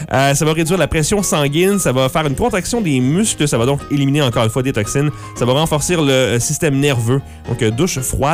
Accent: France; Ah ben, je suis français. Je suis français.

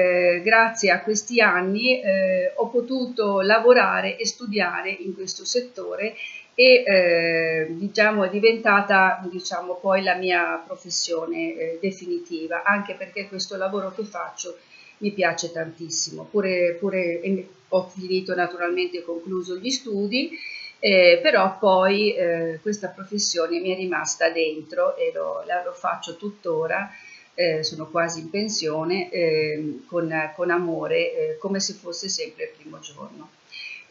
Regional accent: Bologna, Emilia-Romagna, Italy; moved away as an adult; also born or lived in Naples; io sono di origini bolognesi, io sono nata a Bologna e vissuta a Bologna, ho studiato lì fino a 20 anni, poi mi sono trasferita a Napoli dove ho vissuto per 6 anni e lì mi sono laureata alla Federico II in lettere e filosofia

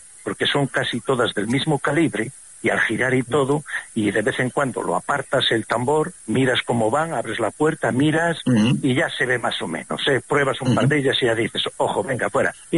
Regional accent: Castile and León, Spain; Yo soy de la Tebaida Berciana y le llamamos rapona a la misma castaña, a la pared.

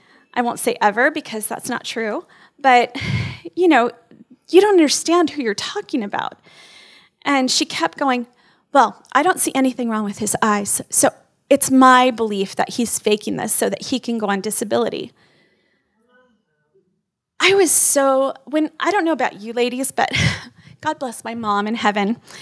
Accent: California, United States; He is, we came from California, I'm sorry. But we didn't bring any bad habits, I promise. I don't even honk my horn ever because I never did that in California either

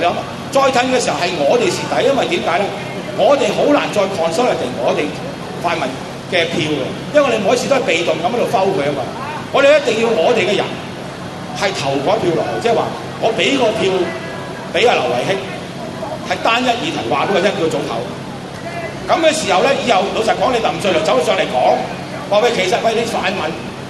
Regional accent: China; 我哋中國人俾自己嘅軍隊殺嗰日

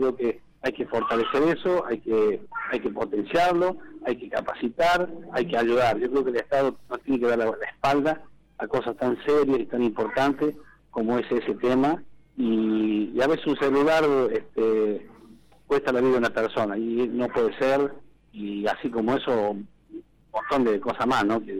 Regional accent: Villa Dolores, Córdoba, Argentina; soy de Villa Dolores, evidentemente, que Villa Dolores, ahí nací, crecí, mi padre tenía 16 hermanos, y la familia mía es grande

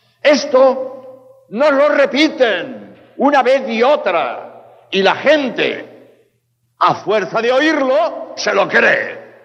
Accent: Spain; now in Mexico; No sé, aquí en México, en España, de donde vengo, nos machacan los medios de comunicación repitiendo a todas horas

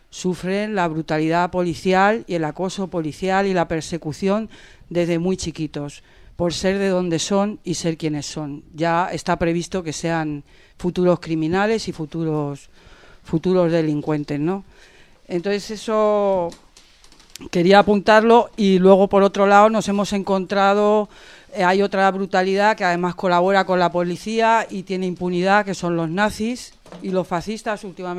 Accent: Madrid, Community of Madrid, Spain; Yo soy del barrio de Vallecas, de un barrio obrero

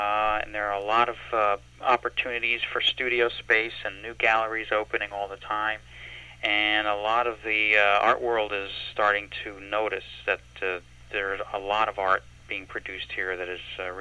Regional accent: New Jersey, United States; now in Poughkeepsie, United States; I'm not from here originally. I'm from New Jersey, but I've been to living in Poughkeepsie for 6 years

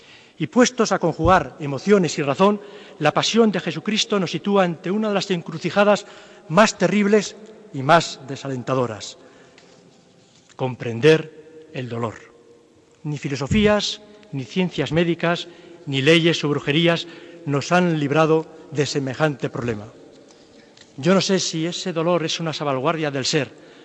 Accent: Valladolid, Castile and León, Spain; el sentido que para mí tiene como vallisoletano la celebración

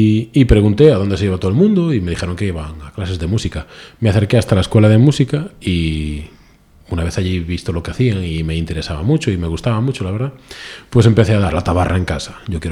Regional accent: Salcedo, Galicia, Spain; yo soy natural de Salcedo, es un pequeño pueblo de Pontevedra, una parroquia de Pontevedra, la provincia de Pontevedra.

